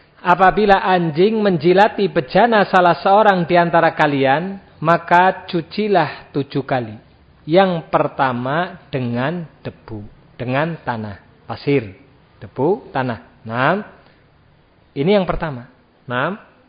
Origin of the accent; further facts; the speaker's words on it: Java, Indonesia; Nah, sekarang banyak anak muda enggak tahu bahasa Jawa ya. Kita orang Jawa sebetulnya yaitu tadi ya perlu latihan ya.